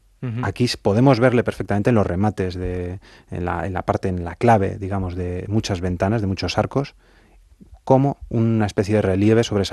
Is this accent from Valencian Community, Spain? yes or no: no; Madrid, Community of Madrid, Spain; los que somos madrileños como tú y yo de pura cepa